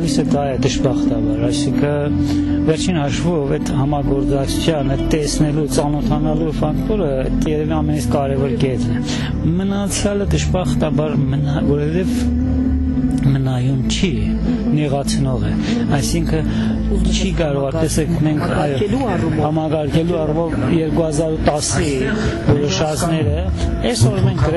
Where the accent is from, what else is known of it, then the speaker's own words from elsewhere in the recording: Isfahan, Iran; Արմատներով ես Իրանից եմ, Փերյա գավառից եմ, էլ ավելի հին եթե երթամ, երևի մեր բապերը եկել են Նախճեվանի եւ Երևանի, այո, Շահաբասի տեղափոխած հայության